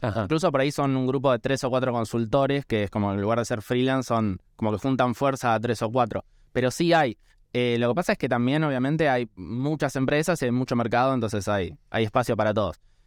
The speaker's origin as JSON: {"language": "Spanish", "country": "Argentina", "said": "esta obligación moral también que creo que tenemos como argentinos"}